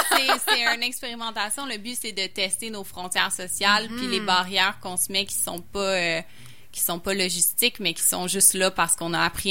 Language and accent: French; Quebec, Canada; Fait que ça, en tant que Québécois, ça fait beaucoup réagir.